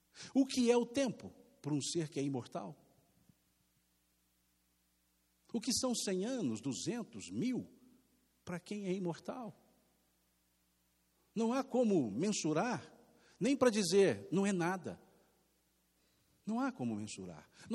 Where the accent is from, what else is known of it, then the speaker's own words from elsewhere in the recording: Minas Gerais, Brazil; Se fosse aqui em Minas, a Marta, como mineiro que somos